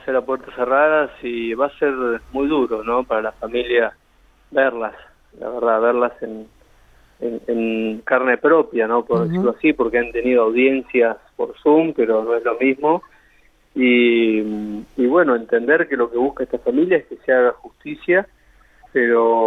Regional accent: General Pico, La Pampa, Argentina; los que son de Santa Rosa por el hecho que sucedió ahí, los que somos de Pico

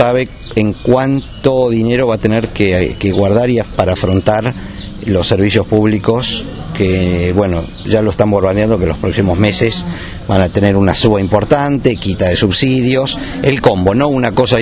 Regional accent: Argentina; no tenemos que olvidarnos que somos argentinos y siempre tenemos algo con lo cual mostramos la hilacha.

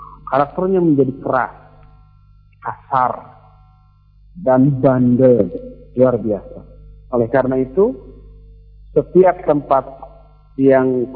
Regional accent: Bandung, West Java, Indonesia; kita orang Bandung di sini, rata-rata kesannya lembut, lunak, lili, begitu ya.

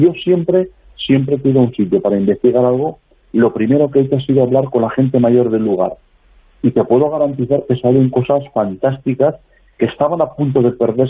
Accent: Valderrobres, Aragon, Spain; born there; Yo nací ahí en el Matarraña, en Valderrobres, lo que es su capital en estos momentos

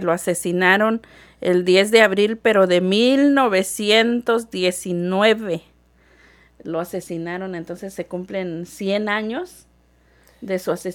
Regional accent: Mexico; Y en México, bueno, nosotros somos de México, ¿verdad?

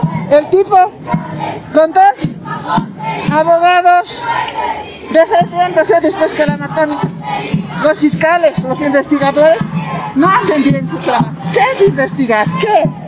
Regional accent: El Alto, La Paz, Bolivia; Yo soy del Alto, de la zona Huayna Potosí.

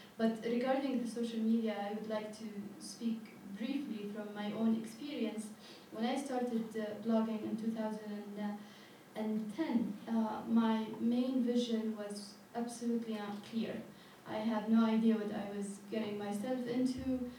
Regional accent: Yemen; Like, I come from Yemen

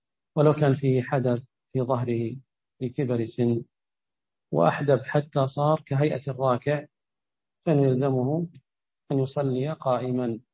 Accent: Ha'il, Ha'il Province, Saudi Arabia; مثل عندنا بحائل ما تكون رجليه شمال ورأسه باتجاه القبلة

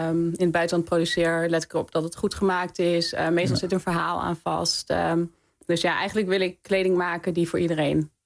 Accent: Australia; Ik kwam uit Australië. En Australië is natuurlijk best wel een veilig land.

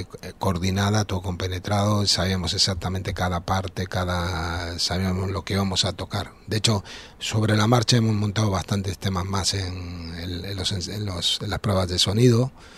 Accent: Argentina; also born or lived in Madrid, Spain / Venezuela / United States; now in Ibiza, Spain; yo nací en Madrid y de pequeño me llevaron a Latinoamérica, ¿no? A Argentina, y después viví en Venezuela, pero... Ya te digo, viví en Mar del Plata, Buenos Aires, en Caracas, he vivido en Nashville, en Los Ángeles

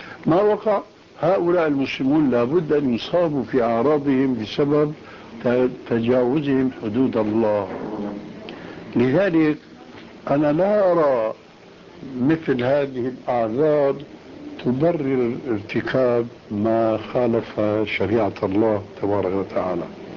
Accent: Syria; الدخول إلى غرفة التدريس يسمى عندنا في سوريا بالصف

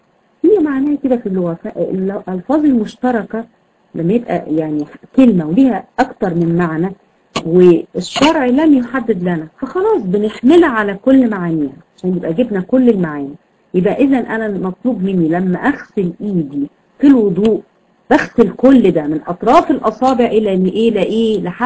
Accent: Egypt; يعني احنا عندنا في مصر بنسميها الكوع

